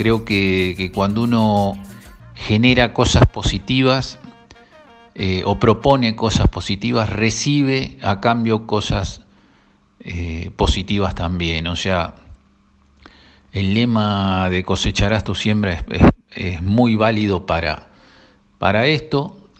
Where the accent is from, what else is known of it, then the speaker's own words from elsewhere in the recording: Punta Indio, Buenos Aires Province, Argentina; Soy de Cabañas Tunquelén, de Punta Indio.